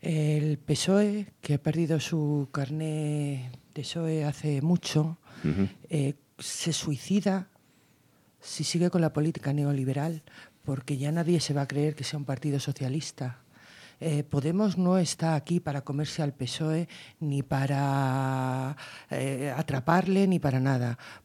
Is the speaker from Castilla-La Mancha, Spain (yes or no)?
yes; Guadalajara, Castilla-La Mancha, Spain; Y sobre todo en la zona de Castilla-La Mancha, yo vengo de Guadalajara